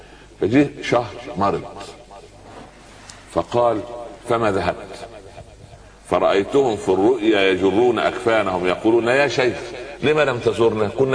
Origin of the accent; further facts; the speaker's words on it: Upper Egypt, Egypt; يقول عندنا في الصعيد على القدر برمة